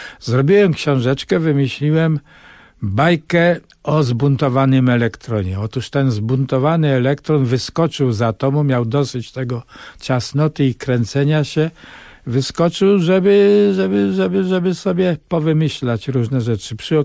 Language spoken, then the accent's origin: Polish; Bogucice, Lesser Poland, Poland; moje dzieciństwo w tym krajobrazie, Bogucice, to jest Podkarpacie, przecudny pejzaż pagórkowaty pod Wieliczką